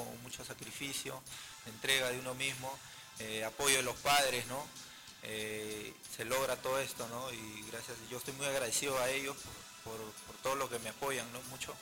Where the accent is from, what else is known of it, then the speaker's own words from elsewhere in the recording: Callao, Peru; No, soy chalaco neto porque